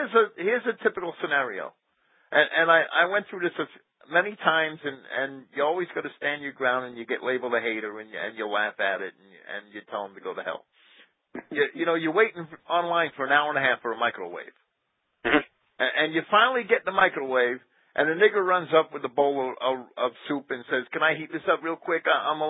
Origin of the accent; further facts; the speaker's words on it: Jersey City, New Jersey, United States; everything that I observed as a kid or as a young adult growing up in Jersey City, that's what I read.